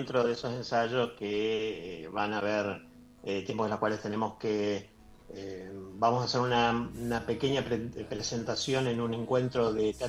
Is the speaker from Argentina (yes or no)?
yes; Posadas, Misiones, Argentina; now in Buenos Aires, Argentina; porque yo estoy viviendo en Capital. Y si yo soy de Misiones, de Posada Misiones.